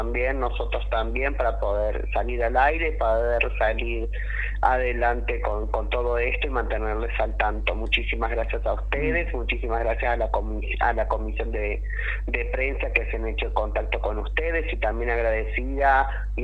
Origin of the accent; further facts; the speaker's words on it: Argentina; nosotras también somos argentinas, argentinos.